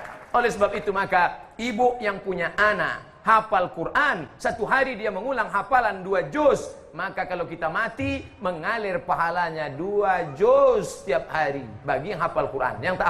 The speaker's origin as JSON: {"language": "Indonesian", "town": "Siak Sri Indrapura", "region": "Riau", "country": "Indonesia", "said": "Kami dari Riau, Kabupaten Siak, Sri Indrapura, Negeri Melayu, Bumi Lancang Kuning"}